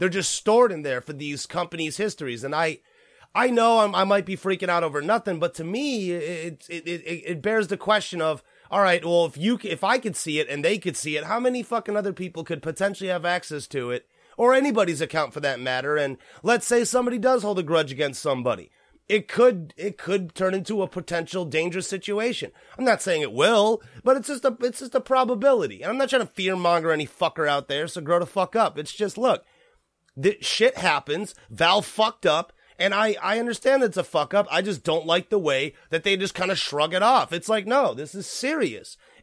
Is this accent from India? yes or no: no; South Korea; Like, I'm from Korea. So, like, I understand. I'm not Chinese, but I understand some of the more Asian oriented themes there.